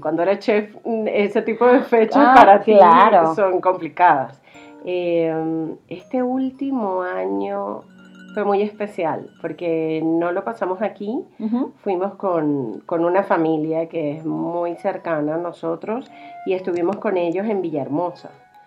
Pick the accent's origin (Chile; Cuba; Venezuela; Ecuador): Venezuela; Maracay, Aragua; Yo soy venezolana, no soy colombiana.